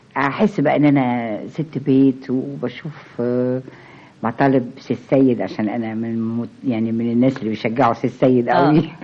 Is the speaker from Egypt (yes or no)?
yes; Egypt; أدبنا كشرقيين كمصريين